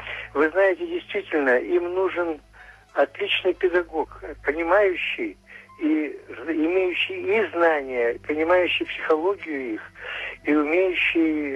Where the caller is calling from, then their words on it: Arkhangelsk, Arkhangelsk Oblast, Russia; Я из Архангельска, преподаватель, мне 76 лет.